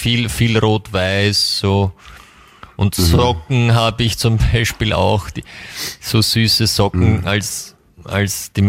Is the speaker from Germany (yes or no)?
no; United States; first language English; German is a second language; Ja, er sagt so Muttersprache. Ja, der kommt auch aus Amerika. Also so. Beide Eltern.